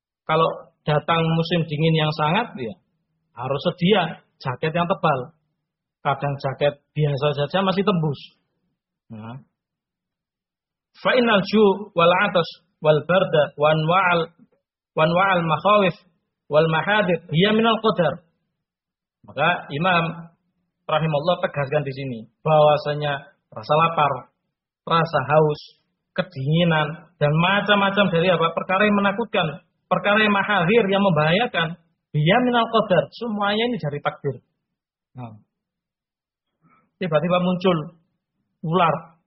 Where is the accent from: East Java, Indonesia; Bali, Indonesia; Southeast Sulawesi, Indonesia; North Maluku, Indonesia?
East Java, Indonesia; Ngawi; Kalau terdengar misalkan di Sragen terjadi wabah, kita orang Ngawi jangan masuk ke sana.